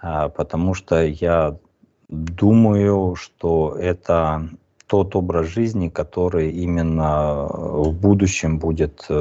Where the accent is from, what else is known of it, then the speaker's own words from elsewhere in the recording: Kazakhstan; born there; я родился в Казахстане, я очень с тюркоязычными народами близок тоже, я понимаю их.